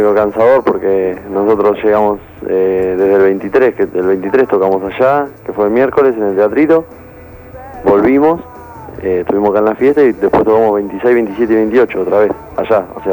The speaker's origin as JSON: {"language": "Spanish", "town": "Mar del Plata", "region": "Buenos Aires Province", "country": "Argentina", "said": "algunos somos de Mar del Plata"}